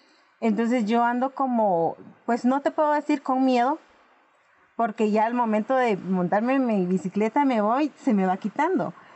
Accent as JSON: {"language": "Spanish", "region": "Chimaltenango", "country": "Guatemala", "said": "Yo pertenezco del departamento de Chimaltenango, específicamente del municipio de Patzún. Es un clima muy frío. Y pues soy maya cachiquel."}